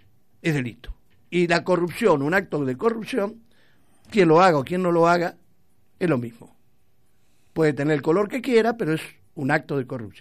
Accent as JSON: {"language": "Spanish", "country": "Argentina", "said": "Esto se debe a que nos han quebrado como argentinos."}